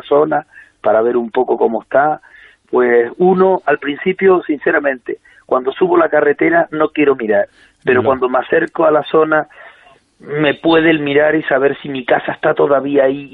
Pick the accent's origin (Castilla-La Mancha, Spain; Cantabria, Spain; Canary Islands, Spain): Canary Islands, Spain; Las lavas estarán por mi pueblo, estarán por la zona que ya ha pasado, y es una sensación bastante mala.